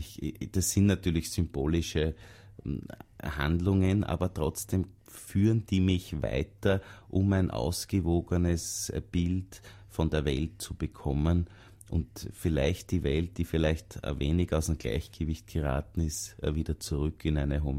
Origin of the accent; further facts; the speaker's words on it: England, United Kingdom; Naja, es ist natürlich bei uns in England so eine Sache.